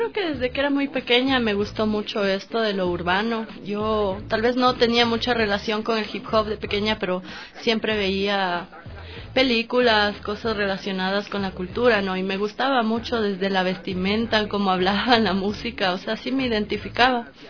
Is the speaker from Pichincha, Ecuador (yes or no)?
yes; Quito, Pichincha, Ecuador; yo soy realmente de aquí, de Quito, ¿no? Entonces, por el momento me encuentro viviendo allá mientras estudio, y vengo acá los fines de semana a hacer mis proyectos musicales.